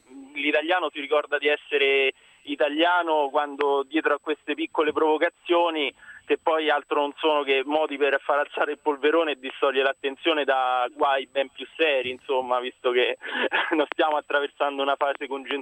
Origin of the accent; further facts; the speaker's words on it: Rome, Lazio, Italy; moved away; io sono un elettore di sinistra e sono di Roma anche se mi sono trasferito.